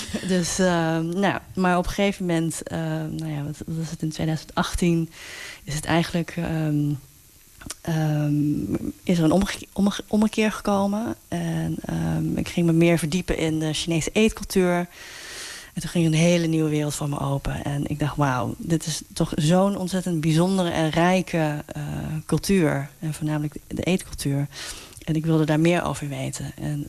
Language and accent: Dutch; North Brabant, Netherlands; Toen ik opgroeide in Noord-Brabant, kreeg ik op een gegeven moment een afkeer van mijn Chinese roots.